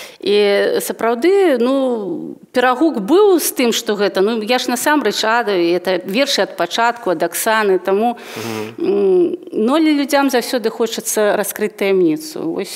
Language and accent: Belarusian; Luninets, Brest Region, Belarus; born there; Ну, і плюс я ж ужо нарадзілася ў Лунінцы, і тут я не магла, відаць, не прыйсці да беларускай мовы.